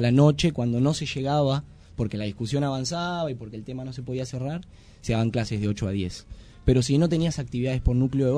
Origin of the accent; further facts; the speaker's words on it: Buenos Aires, Argentina; la estigmatización con la cual vamos los argentinos y más los que venimos de Buenos Aires, ¿no?